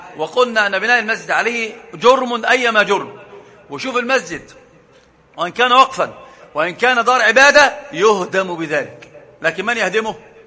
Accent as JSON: {"language": "Arabic", "country": "Egypt", "said": "عندنا في مصر مثل عجيب"}